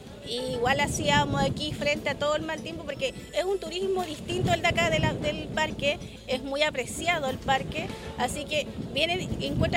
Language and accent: Spanish; Quintero, Valparaíso, Chile; somos todos de Quintero